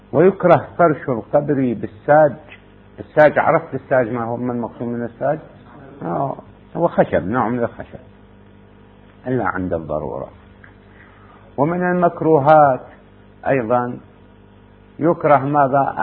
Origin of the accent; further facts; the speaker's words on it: Iraq; هذا ممكن يعني البناء عندنا في العراق يبنون به الطابوق